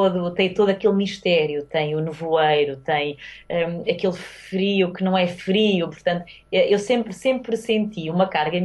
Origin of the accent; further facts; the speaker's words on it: Porto, Portugal; eu nasci no Porto, eu cresci, ainda vivi 4 anos no Porto e vou lá com bastante frequência.